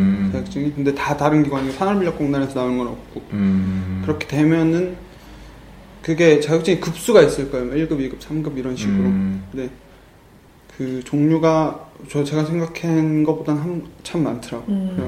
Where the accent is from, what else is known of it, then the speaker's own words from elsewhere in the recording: Cheongju, North Chungcheong, South Korea; 청주에서 저는 고향이 청주거든요. 청주에서 중학교까지 졸업을 하고